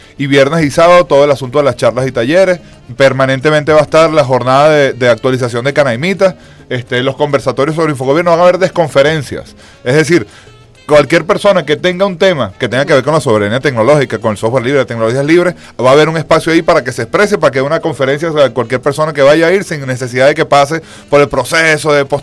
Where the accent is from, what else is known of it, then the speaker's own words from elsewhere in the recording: Venezuela; Eso nos ha servido además como venezolanos, ciertamente, ¿no?